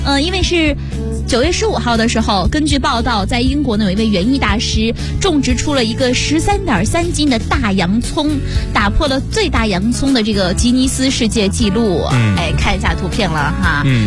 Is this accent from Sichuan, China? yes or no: no; Shandong, China; 因为你知道我是山东人嘛，我们山东人特别喜欢种大的东西